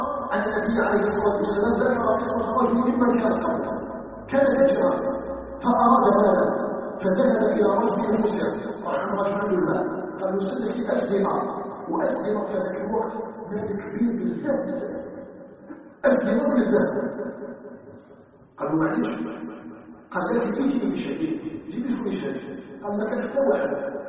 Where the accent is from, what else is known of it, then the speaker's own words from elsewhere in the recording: Algeria; نسأله جل في علاه أن يجعل بلدنا الجزائر بلدا آمنا مطمئنا